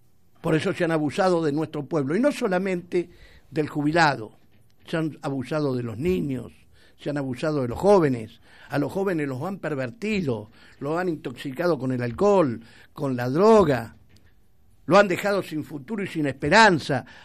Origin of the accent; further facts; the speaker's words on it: Argentina; Esto se debe a que nos han quebrado como argentinos.